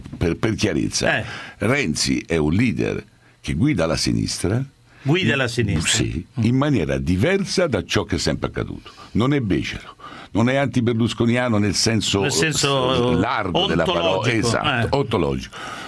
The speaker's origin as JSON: {"language": "Italian", "town": "Florence", "region": "Tuscany", "country": "Italy", "said": "Sai, io sono fiorentino, i nomi e le parole."}